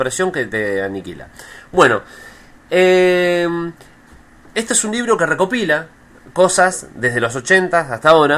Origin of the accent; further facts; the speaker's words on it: Zárate, Buenos Aires Province, Argentina; born there; Nací en Zárate.